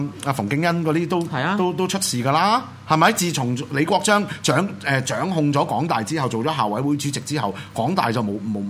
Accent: Hong Kong; 咪好似我哋香港人一樣咯，一樣嘅啫

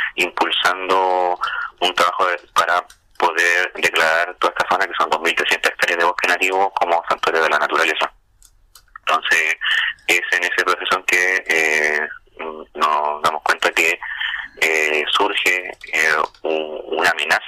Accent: Quilpué, Valparaíso, Chile; yo soy de Quilpue, la verdad, limito con Viña del Mar. Y en el sector de Paso Hondo

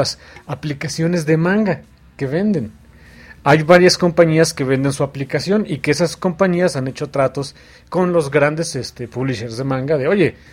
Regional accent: Mexico; ahorita somos mexicanos aquí, así que aquí no hay bronca de los mexicanos

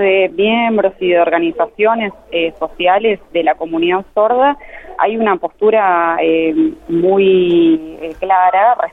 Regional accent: Buenos Aires, Argentina; yo no soy de La Pampa, yo soy de Buenos Aires, vivo acá en Buenos Aires.

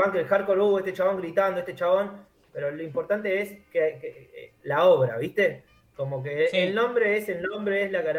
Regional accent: Remedios de Escalada, Buenos Aires Province, Argentina; Entonces hay mucha descripción del barrio, yo soy acá de Escalada.

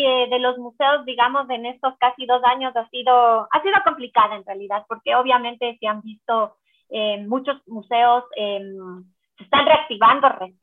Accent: Quito, Pichincha, Ecuador; incluso nosotros como quiteños hemos podido hacer visitas a otros museos del mundo

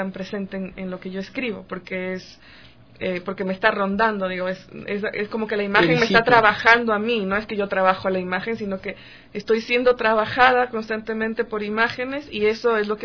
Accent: Quito, Pichincha, Ecuador; also born or lived in Guayaquil; Y con mi madre y mi hermana nos vinimos a Quito cuando yo tenía 8 años. O sea, crecí acá, soy totalmente quiteña de corazón.

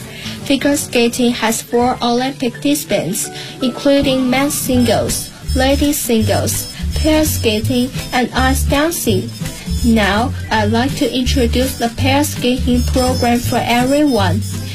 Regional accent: Beijing, China; English is a second language; I'm from Class 2, Grade 5, 三里河 No. 3 Primary School, 北京西城 District.

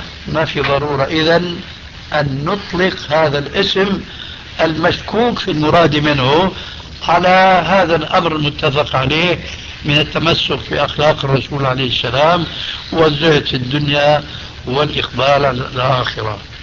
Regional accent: Syria; تلقفها بعض العامة عندنا في سوريا

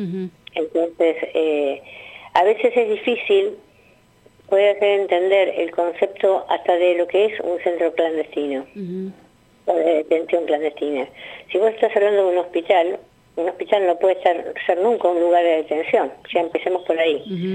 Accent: La Plata, Buenos Aires Province, Argentina; yo soy una víctima también del terrorismo de Estado en otro lugar, que yo soy de La Plata, uh-huh. Hace 29 años que vivo acá

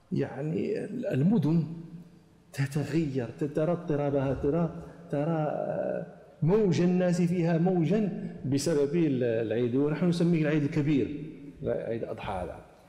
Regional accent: Morocco; مثلا عندنا في المغرب مثلا يقولون

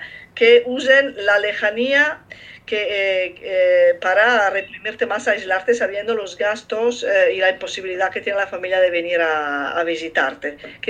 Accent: Italy; Spanish is a second language; como italiana he entendido perfectamente lo que comentó

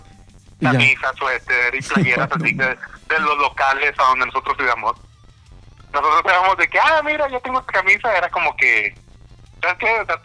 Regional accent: Guadalupe, Nuevo León, Mexico; yo soy de Guadalupe y yo tenía mis amigos que, somos los mejores de Guadalupe.

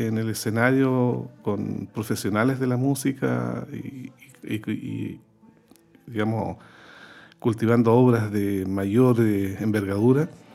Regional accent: Concepción, Biobío, Chile; Yo soy penquista de tomo y lomo. esto pasó en la parroquia de mi barrio, en Pedro del Río, Sañartu, en Concepción.

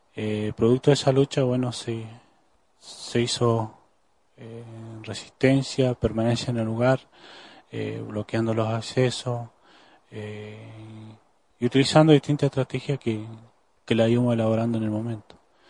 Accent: Neuquén, Argentina; Vengo de la provincia de Neuquén, de ahí de cerca de Zapala, Milof, en el cual vivo actualmente

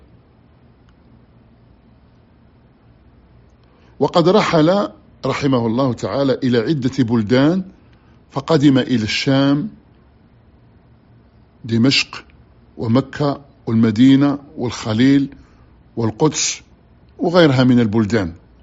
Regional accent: Algeria; خطأ عندنا في الجزائر يقولوا

